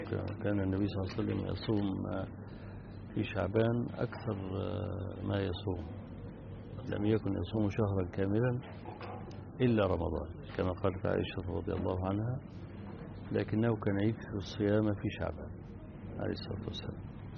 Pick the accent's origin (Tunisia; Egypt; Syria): Egypt; عندنا في مصر حدث في سنة من السنوات، من حوالي 20 سنة